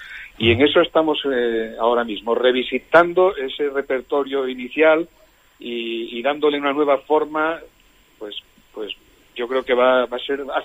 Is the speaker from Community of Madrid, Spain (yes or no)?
no; Villaviciosa, Asturias, Spain; regresó a mi pueblo natal, a Villaviciosa